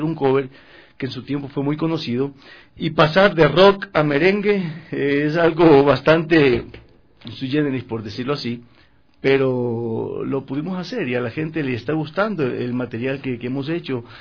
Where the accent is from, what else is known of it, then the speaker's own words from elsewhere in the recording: Manta, Manabí, Ecuador; now in Quito, Ecuador; Yo soy de Manta, vivo acá 18 años.